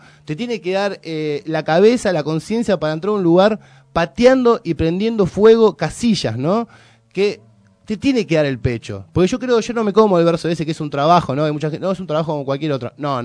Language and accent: Spanish; Villa Lugano, Buenos Aires, Argentina; porque yo soy nacido y criado en Lugano. Y a la del Pini iba a la secundaria yo.